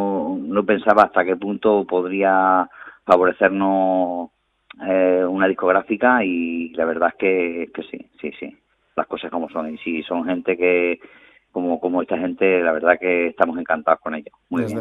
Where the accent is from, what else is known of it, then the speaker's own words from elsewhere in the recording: Torrejoncillo, Extremadura, Spain; Nosotros somos de Torrejoncillo, pero hemos vivido en Valdencín, que como te dije antes es donde ensayamos, una pedanía de Torrejoncillo, un pueblo pedáneo.